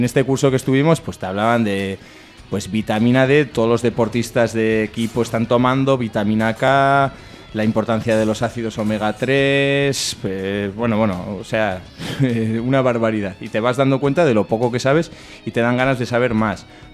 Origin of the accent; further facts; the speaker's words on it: Barañáin, Navarre, Spain; now in Sarriguren, Spain; Yo ahora estoy viviendo Sarriguren, aunque soy de Barañáin